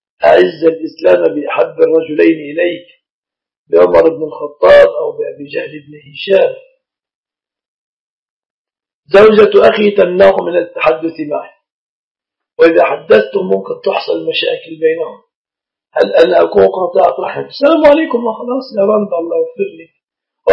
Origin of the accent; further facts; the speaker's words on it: Egypt; هذا النصيحة النساء في بلادنا مصر، بعض البلاد ليس كل مصر